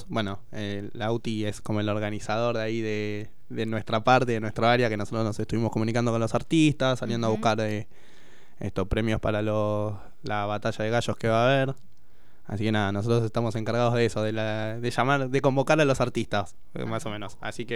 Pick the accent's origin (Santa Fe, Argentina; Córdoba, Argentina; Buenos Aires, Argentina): Buenos Aires, Argentina; now in El Hoyo, Argentina; Yo soy venido de Buenos Aires.